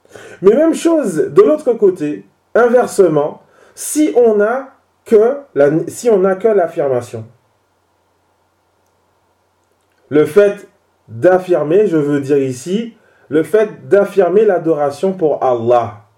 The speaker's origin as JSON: {"language": "French", "region": "French Antilles", "country": "France", "said": "Même chez nous, aux Antilles, on trouve ce genre d'ambiguïté chez les chrétiens."}